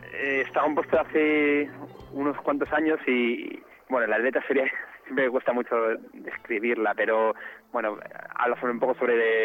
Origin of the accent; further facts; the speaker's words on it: Madrid, Community of Madrid, Spain; somos de Madrid menos la teclista, que es francesa, es mitad francesa, mitad madrileña.